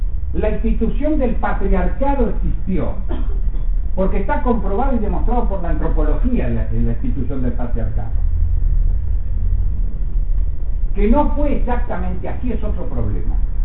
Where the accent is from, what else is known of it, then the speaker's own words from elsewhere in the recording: Argentina; Es como los argentinos somos los que vivimos en la Argentina.